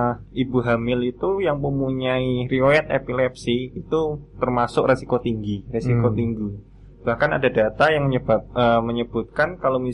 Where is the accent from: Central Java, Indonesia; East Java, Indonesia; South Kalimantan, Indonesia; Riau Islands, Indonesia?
Central Java, Indonesia; Boyolali; now in Yogyakarta, Indonesia; Boyolali, Mas.